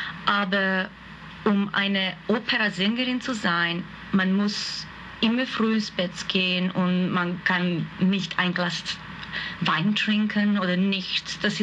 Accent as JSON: {"language": "German", "country": "Hungary", "second_language": "German", "moved": "as an adult", "lives_now": "Vienna, Austria", "said": "Ich bin geborene Ungarin, und ich bin nach Wien gekommen um 1989, wo ich studiert habe auf die Hochschule für Musik und Darstellende Kunst in Wien."}